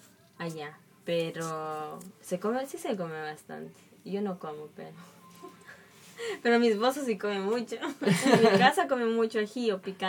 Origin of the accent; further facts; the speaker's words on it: Cuenca, Azuay, Ecuador; No, yo soy de Cuenca.